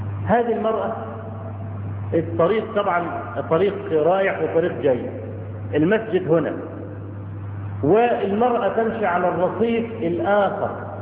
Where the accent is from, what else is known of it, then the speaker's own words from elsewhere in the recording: Cairo, Cairo Governorate, Egypt; فهناك عندنا في القاهرة